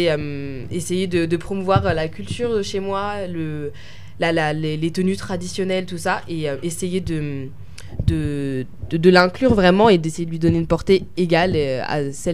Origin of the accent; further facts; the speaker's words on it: France; born there; first language French; Étant donné que je suis née en France, je parlais français qui était ma langue maternelle. Du coup, j'ai appris aussi quelques notions en Swahili